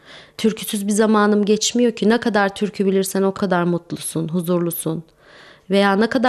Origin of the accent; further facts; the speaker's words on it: Erzincan, Turkey; Ben Erzincanlıyım. Erzincan türkülerini çok severek okuyorum mesela. Çünkü özüm o.